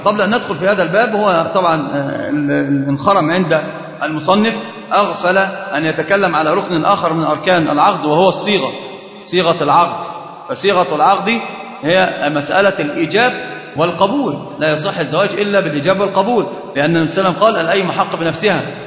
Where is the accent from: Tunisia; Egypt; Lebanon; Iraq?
Egypt; طبعا عندنا معروف جدا ان احنا كمصريين